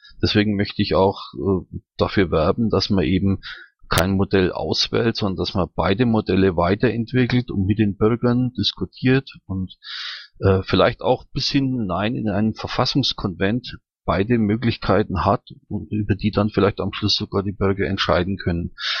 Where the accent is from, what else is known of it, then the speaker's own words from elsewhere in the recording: Bavaria, Germany; Ich komme aus Mittelfranken, genau aus von der Pegnitz. Das liegt so 15 Kilometer östlich von Nürnberg